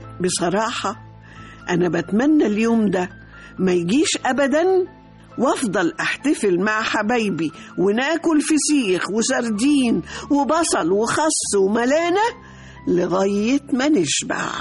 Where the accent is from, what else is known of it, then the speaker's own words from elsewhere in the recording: Egypt; أنا الحقيقة مصرية قوي، مصرية جدا، وبحب كل ما هو مصري.